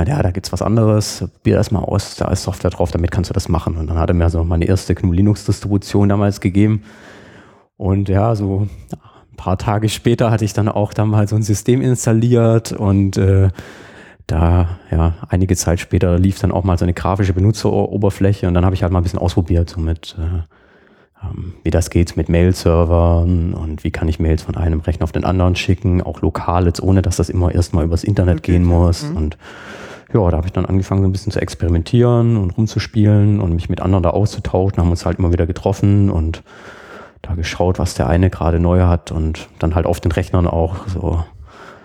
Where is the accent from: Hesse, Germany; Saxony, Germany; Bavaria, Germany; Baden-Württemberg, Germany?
Baden-Württemberg, Germany; Burgstall an der Murr; ich komme aus einem Dorf, Burgstall an der Mur, das ist so zwischen Backnang und Winnenden und Backnang, das ist wirklich in Deutschland